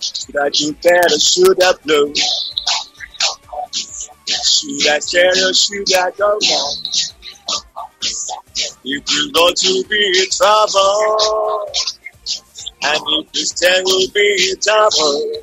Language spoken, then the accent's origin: Spanish; Buenos Aires Province, Argentina; now in Castelar, Argentina; les agradezco por la invitación, está buenísimo. Yo soy de Zona Sur, viví toda mi vida ahí y ahora me mudé a Castelar hace más de 20 años.